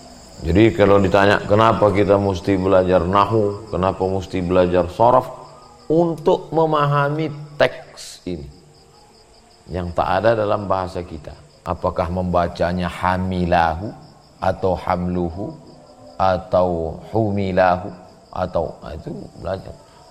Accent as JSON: {"language": "Indonesian", "region": "Riau", "country": "Indonesia", "said": "saya dari Sumatera"}